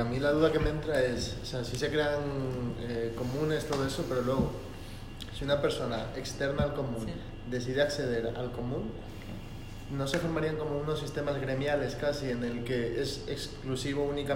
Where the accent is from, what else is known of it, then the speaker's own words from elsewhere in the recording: Ecuador; en mi país, en Ecuador, sí, había un movimiento indígena